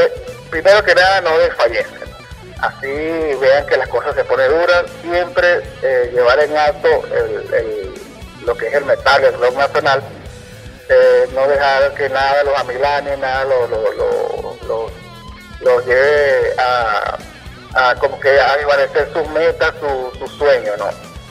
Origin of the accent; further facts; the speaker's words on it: Valencia, Carabobo, Venezuela; nosotros somos de Valencia, pues.